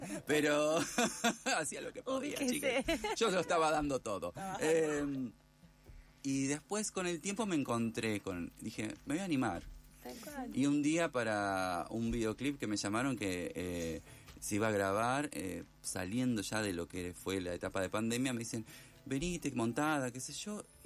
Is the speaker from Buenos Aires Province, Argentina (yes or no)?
no; Esperanza, Santa Fe, Argentina; born or raised there; moved away as an adult; now in Buenos Aires, Argentina